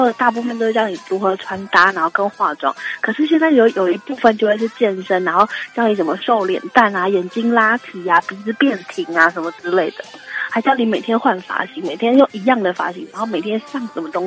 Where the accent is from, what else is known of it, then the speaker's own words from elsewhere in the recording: Taiwan; 所以我们是台湾人